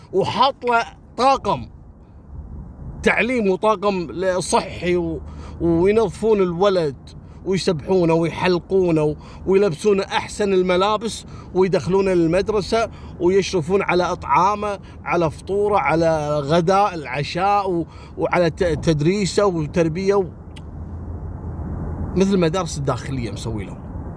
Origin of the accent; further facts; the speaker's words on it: Kuwait; قصة الليلة حصلت في الكويت عام 94 في محافظة الجهراء عندنا في الكويت